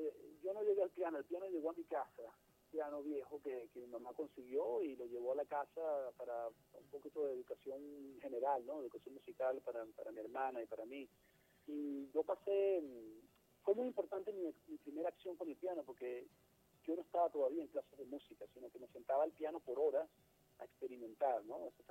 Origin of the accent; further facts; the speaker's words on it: Mérida, Venezuela; pasamos por Mérida, por mi ciudad natal.